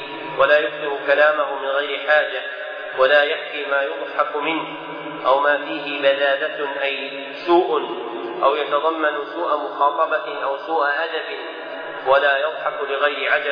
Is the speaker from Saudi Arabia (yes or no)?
yes; Najd, Saudi Arabia; كالمعروف عندنا في نجد بالثوب الردين